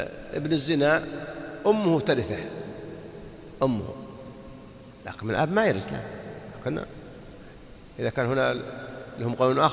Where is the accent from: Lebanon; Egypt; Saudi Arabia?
Saudi Arabia; يوزعون الإفتاء عندنا في السعودية